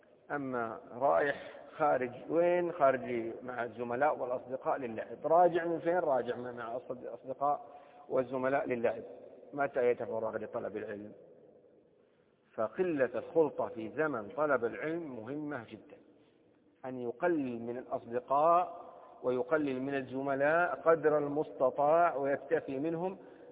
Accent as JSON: {"language": "Arabic", "country": "Saudi Arabia", "said": "مثل في لهجة العامة عندنا في السعودية"}